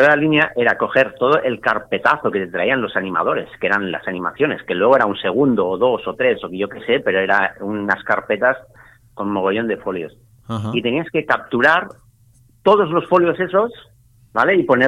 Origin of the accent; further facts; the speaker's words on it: Barcelona, Catalonia, Spain; soy de Barcelona. Y estudié, bueno, a ver, antes de esto, estudié Bellas Artes en la Universidad de Barcelona.